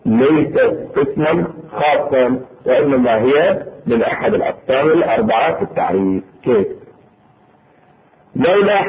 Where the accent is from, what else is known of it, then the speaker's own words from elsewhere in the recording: Bahrain; اذا لاحظونه في الاساليب الدراسيه عندنا في البحرين سابقا